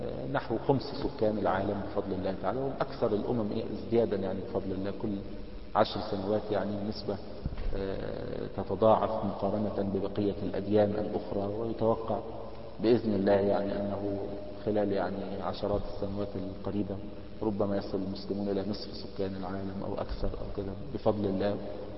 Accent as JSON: {"language": "Arabic", "country": "Egypt", "lives_now": "United States", "said": "يعني عندنا في مصر حول يعني معونات من الدول الأجنبية"}